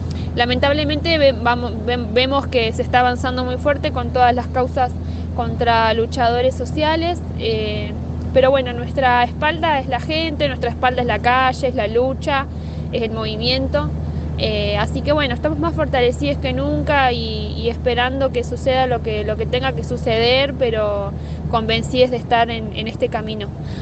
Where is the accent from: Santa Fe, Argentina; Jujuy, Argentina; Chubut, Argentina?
Chubut, Argentina; soy de Chubut